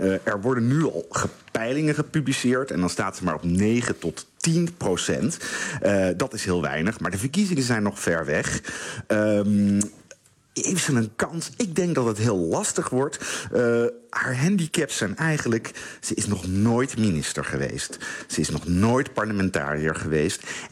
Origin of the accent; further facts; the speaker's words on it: Netherlands; want ik ben Nederlander, dus ik heb niet zoveel met die presidentsverkiezingen te maken